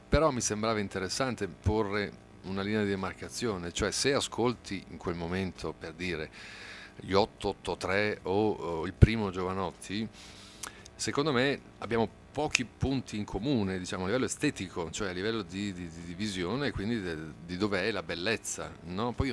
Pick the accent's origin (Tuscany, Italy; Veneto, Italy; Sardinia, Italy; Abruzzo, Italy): Veneto, Italy; Treviso; No, è che sono nato e cresciuto a Treviso.